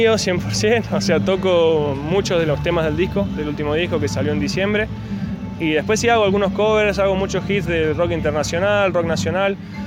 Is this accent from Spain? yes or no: no; Huerta Grande, Córdoba, Argentina; now in Villa Giardino, Argentina; yo crecí acá en Huerta, después me mudé a Villallardino, pero mi infancia la pasé acá en Huerta, así que acá me siento uno más del pueblo.